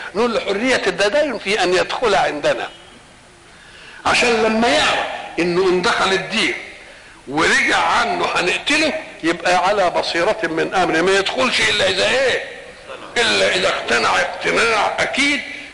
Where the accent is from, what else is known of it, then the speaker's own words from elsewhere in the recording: Egypt; مثلا الحضارة التي عندنا في مصر